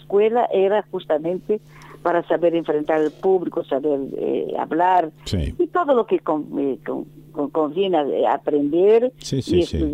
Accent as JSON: {"language": "Spanish", "town": "Salvador", "region": "Bahia", "country": "Brazil", "second_language": "Spanish", "lives_now": "Rio de Janeiro, Brazil", "said": "yo me cambié, me vine de Salvador, Bahía, y me instalé en Río de Janeiro."}